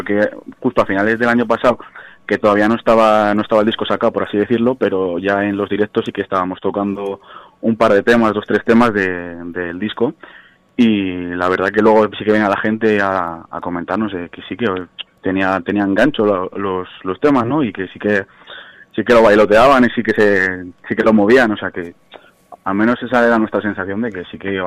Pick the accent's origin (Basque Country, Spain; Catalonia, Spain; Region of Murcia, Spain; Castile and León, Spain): Castile and León, Spain; Palencia; yo soy de Palencia